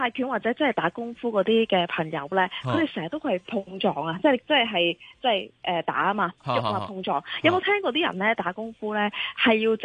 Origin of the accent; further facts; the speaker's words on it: China; 所以咧，我哋中国人嘅传统智慧就系咁啦。